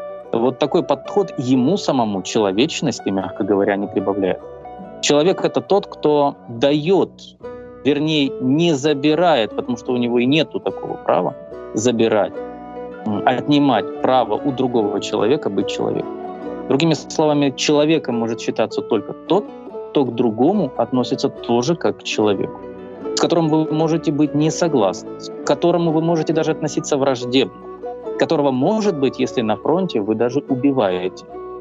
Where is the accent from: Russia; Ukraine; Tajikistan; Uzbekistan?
Ukraine; Я украинец, это моя идентичность.